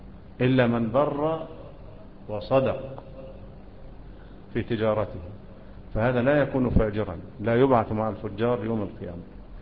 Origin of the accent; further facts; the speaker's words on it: Egypt; ومنا احنا كمصريين ايه اللي بيعملوه ده؟